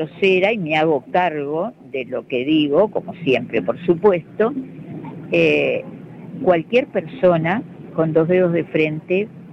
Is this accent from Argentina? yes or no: no; Uruguay; Nosotros podemos decidir qué es lo que queremos hacer con el río como uruguayos y de la parte que nos corresponda como Uruguay